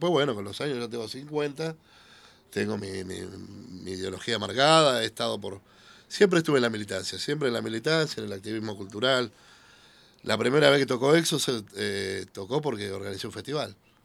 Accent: Buenos Aires, Argentina; Desde chiquito, yo a los 8 años era canillita. Ah. En Avenida de Mayo y Perú. Soy más porteño

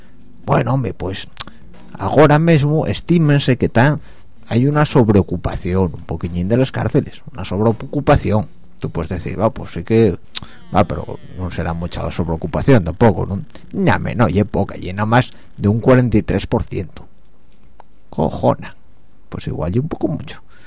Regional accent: Spain; está claro que los mayores del mundo somos los españoles

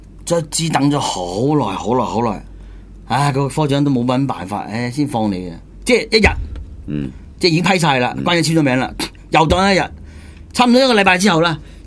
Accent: Hunan, China; 那個關長係湖南人嚟嘅、我哋湖南人嚟嘅

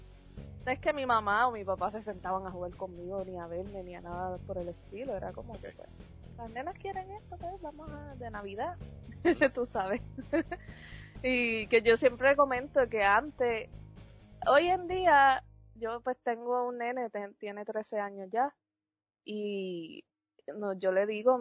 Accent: Cayey, Puerto Rico; Yo soy de Calley, originalmente, nací y criada por allá, Calley, Puerto Rico.

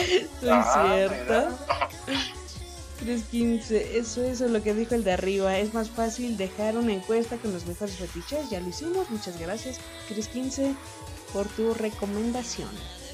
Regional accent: northern Mexico, Mexico; accent: norteño; aunque a veces creo que ya perdí mi acento norteño. Ya hablo más neutro.

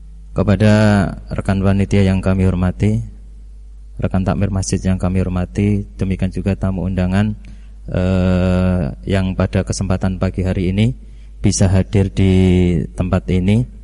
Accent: Weru, Central Java, Indonesia; Di kampung saya dari Wonosari, Weru, Sukoharjo. Jadi Sukoharjo paling selatan, berbatasan dengan Gunung Kidul.

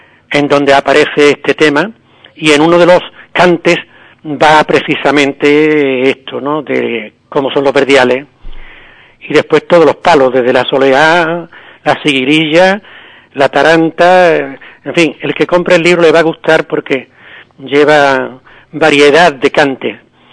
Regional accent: Ubrique, Andalusia, Spain; yo al encontrarme de nuevo en Ubrique, a los 54 años, he dicho, ¿cómo no hablar de mi pueblo? ¿Cómo no cantar las maravillas que tiene mi pueblo?

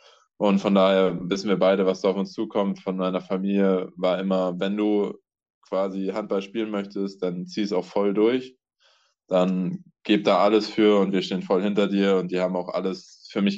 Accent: Buxtehude, Lower Saxony, Germany; Ich komme ja ursprünglich aus Buxtehude. Das ist 30, 40 Kilometer weg von hier. Das heißt, ich bin auch nah an zu Hause.

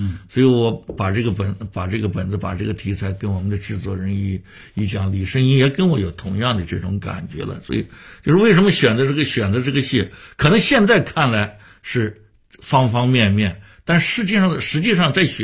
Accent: Shanghai, China; 北京人也做过我们上海人的戏啊

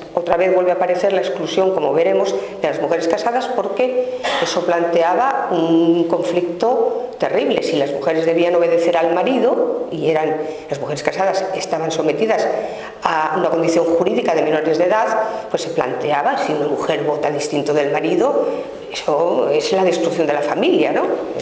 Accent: Salamanca, Castile and León, Spain; yo acabé la carrera de historia en Salamanca, que es de donde yo soy

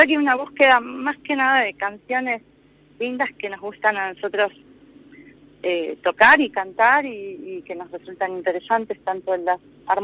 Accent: Viedma, Río Negro, Argentina; now in General Roca, Argentina; Me crié en Viedma, como te decía. Ajá, sí. Y después me fui a estudiar y cuando volví, ya volví a Roca. Pero siempre vuelvo a Viedma

